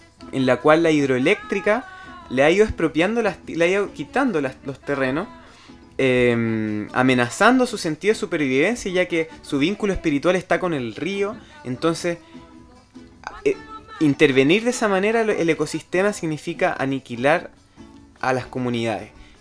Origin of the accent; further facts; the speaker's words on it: Chile; hay mapuches que no se reconocen como tales, que se asumen como chilenos, por ejemplo, y que buscan una vida como la entendemos los chilenos, que queremos vivir tranquilamente, estudiar, tener una casa, un trabajo.